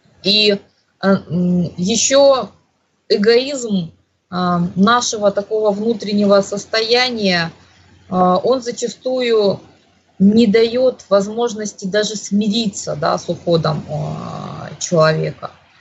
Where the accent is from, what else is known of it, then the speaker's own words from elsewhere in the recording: Crimea, Ukraine; я же из Крыма, тогда мы были Украиной